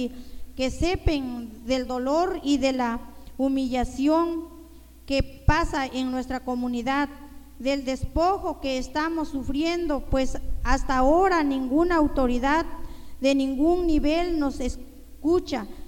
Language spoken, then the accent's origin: Spanish; San Pablo Cuatro Venados, Oaxaca, Mexico; todos y cada uno de nosotros somos originarios de San Pablo Cuatro Venados.